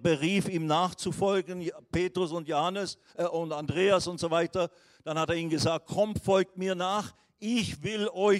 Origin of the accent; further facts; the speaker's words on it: Switzerland; als ich dann zurückkam in die Schweiz, wo ich her bin, von Indien